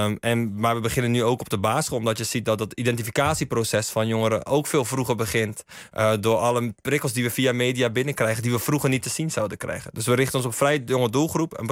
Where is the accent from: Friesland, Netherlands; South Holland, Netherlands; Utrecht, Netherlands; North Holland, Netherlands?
South Holland, Netherlands; Schiedam; ik kom uit Schiedam, regio Rotterdam. Maar inderdaad wel veel bewogen en opgegroeid in een aandachtswijk. Waar ook veel sociale tekortkomingen helaas waren.